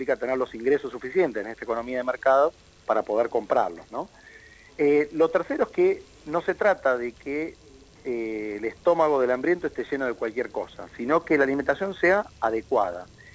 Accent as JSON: {"language": "Spanish", "country": "Argentina", "said": "un país netamente urbano como es Argentina, 92% de nuestra población vive hoy en pueblos y ciudades"}